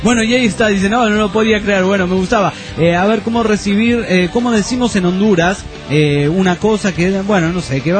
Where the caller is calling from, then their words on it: San Luis, Argentina; de San Luis, Argentina. Los escucho por FM Hendrix, la 103.9.